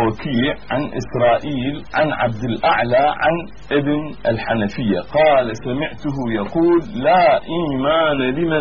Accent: Iraq; بس كما عندنا في العراق دائما

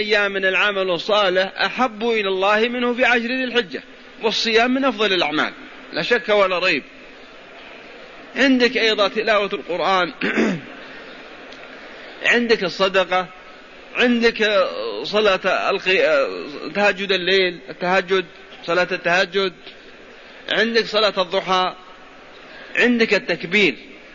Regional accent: Al-Qassim, Saudi Arabia; نذكر أن السوق عندنا في القصيم

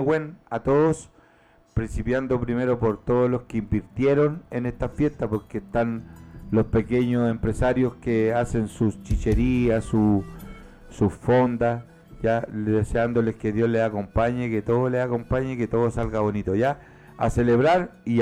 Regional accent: Chile; en esto que nos toca vivir como todos chilenos, en nuestras fiestas patrias.

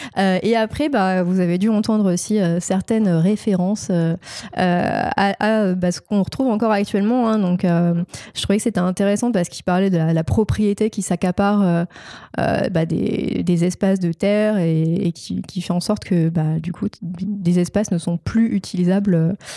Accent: Marseille, Provence-Alpes-Côte d'Azur, France; En plus, je viens de Marseille, alors il y a beaucoup de références à la Provence.

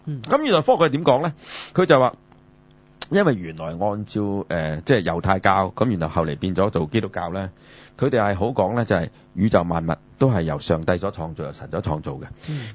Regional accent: China; 所以我哋中国人係从来唔谈鬼神嘅

